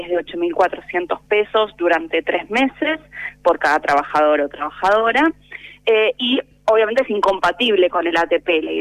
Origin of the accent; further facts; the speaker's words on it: Buenos Aires, Argentina; born there; yo nací en Capital, pero bueno, toda mi familia es de Berizo